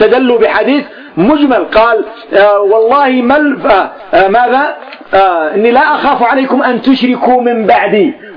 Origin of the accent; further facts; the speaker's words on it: Yemen; والآن عندنا في اليمن عصدونا عصد وخبطونا خبط